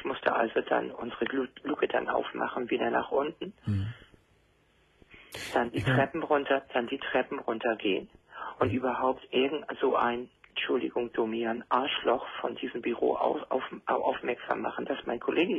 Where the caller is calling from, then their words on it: Hamburg, Germany; Und es gibt da bei uns in Hamburg